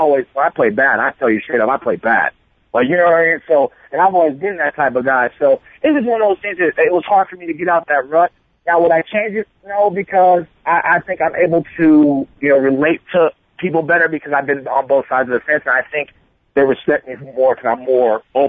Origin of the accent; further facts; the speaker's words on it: Oakland, California, United States; No, I'm from Oakland, man.